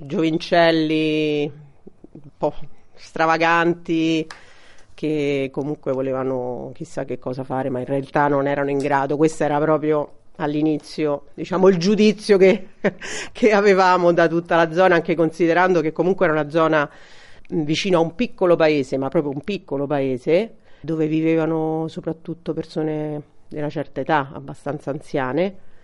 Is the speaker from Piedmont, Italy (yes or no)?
no; Rome, Lazio, Italy; moved away as an adult; now in Orvieto, Italy; Vengo da Roma, quindi nata e cresciuta nell'adolescenza a Roma e intorno ai 20 anni ho deciso che la mia scelta doveva essere quella di andare via dalla città.